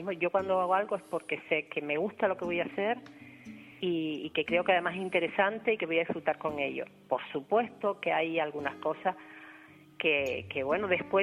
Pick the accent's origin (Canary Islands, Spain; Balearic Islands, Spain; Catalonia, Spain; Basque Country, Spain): Canary Islands, Spain; Arucas; yo que soy de Arucas y de toda la vida